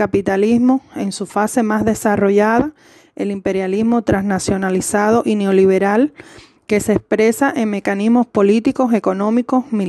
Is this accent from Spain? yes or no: no; Cuba; uno de los que participan en este diálogo en rebeldía desde nuestra Cuba querida.